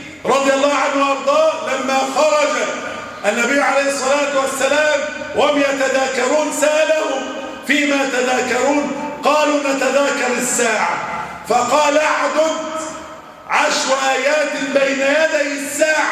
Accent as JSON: {"language": "Arabic", "country": "Egypt", "said": "اللهم احفظ بلدنا مصر وسائر بلاد"}